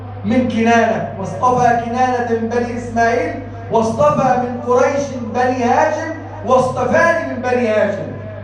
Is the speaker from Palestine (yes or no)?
no; Egypt; اجعل بلدنا مصر بلدا امنا، سخاء رخاء وسائر بلاد المسلمين.